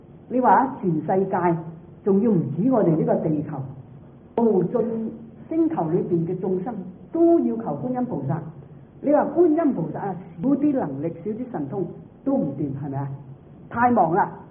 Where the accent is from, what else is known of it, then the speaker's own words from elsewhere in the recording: Guangdong, China; 我哋廣東人就講大話咧，妄語。